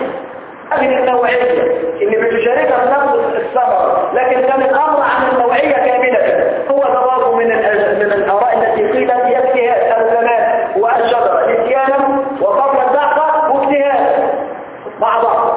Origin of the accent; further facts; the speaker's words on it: Egypt; الجماعه اللي عندنا في مصر النهارده